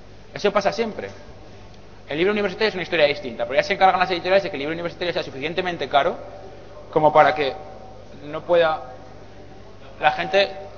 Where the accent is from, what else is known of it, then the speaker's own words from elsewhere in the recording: Zaragoza, Aragon, Spain; el Hack Club en Zaragoza, de donde vengo yo